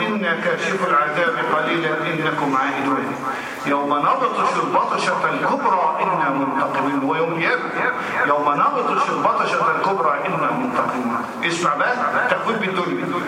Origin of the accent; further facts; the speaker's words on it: Egypt; ده المثال يهمنا يغصنا احنا كمصريين